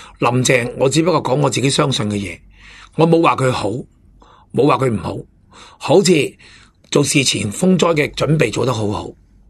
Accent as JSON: {"language": "Cantonese", "country": "Hong Kong", "said": "但係我哋香港人安逸得太耐，都系闹两句嘅啫"}